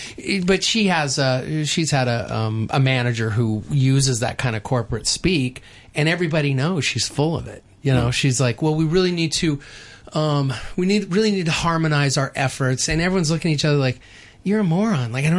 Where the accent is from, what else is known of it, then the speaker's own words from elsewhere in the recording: New Mexico, United States; I say I'm from New Mexico, and people say, wow, your English is good